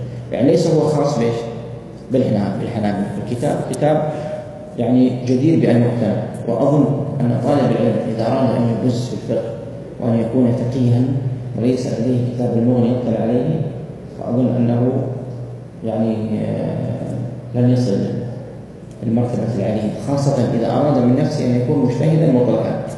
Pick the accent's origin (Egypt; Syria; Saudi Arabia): Saudi Arabia; Hijaz; عندنا في السعودية